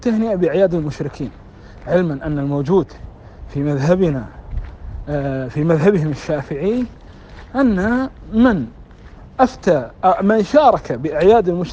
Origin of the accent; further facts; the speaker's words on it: Yemen; من الحكمة عندنا في اليمن أن